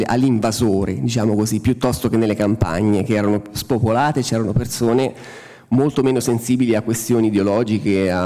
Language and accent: Italian; Umbria, Italy; io vengo dall'Umbria, chiaramente una regione agricola per eccellenza